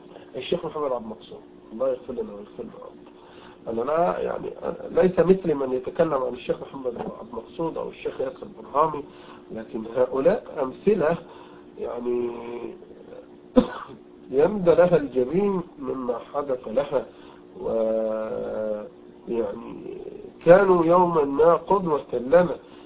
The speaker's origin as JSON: {"language": "Arabic", "country": "Egypt", "said": "وعندنا في مصر مثلا كثير الكثير"}